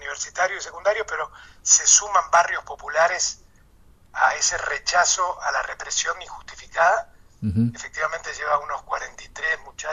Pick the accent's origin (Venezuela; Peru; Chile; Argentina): Argentina; moved away as an adult; yo y mucha gente estamos aquí, de los que vinimos de Argentina y de otros países, desde los 80